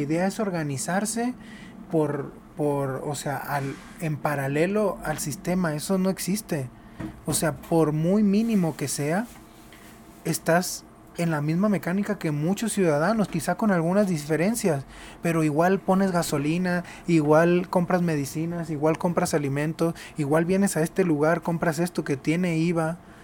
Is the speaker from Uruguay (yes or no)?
no; Mazatlán, Sinaloa, Mexico; moved away as an adult; yo nací en Sinaloa. Yo soy de Mazatlán, Sinaloa. Y viví ahí hasta los 23 años.